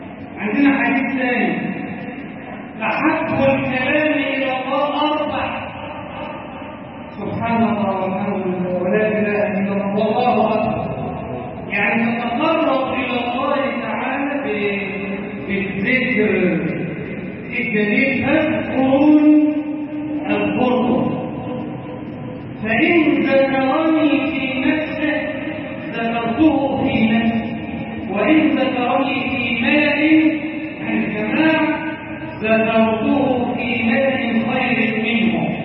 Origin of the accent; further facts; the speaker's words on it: Egypt; اجعل بلدنا مصر امن امانا، صفاء صفاء، وسائر بلاد المسلمين.